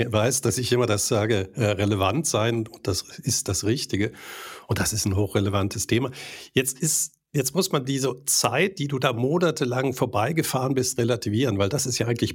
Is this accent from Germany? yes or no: no; Switzerland; Bei uns in der Schweiz wird in Europa genauso sein.